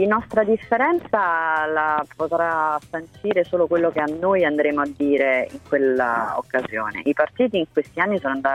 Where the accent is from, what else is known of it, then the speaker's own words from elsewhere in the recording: Rome, Lazio, Italy; che da romana le dico mi procura una sofferenza inimmaginabile